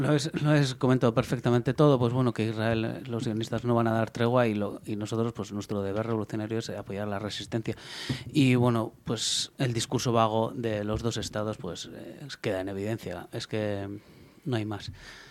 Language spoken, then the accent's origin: Spanish; Basque Country, Spain; y como vascos, pues nosotros nos toca señalar, como hemos dicho, pues los agentes que tenemos aquí.